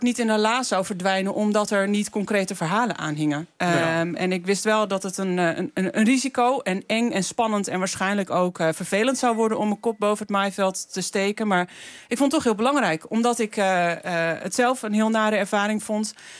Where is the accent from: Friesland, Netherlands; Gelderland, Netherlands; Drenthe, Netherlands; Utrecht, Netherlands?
Drenthe, Netherlands; Het Haantje; born there; ik ben geboren in het Haantje, daar waar die boortoren is verzwolgen.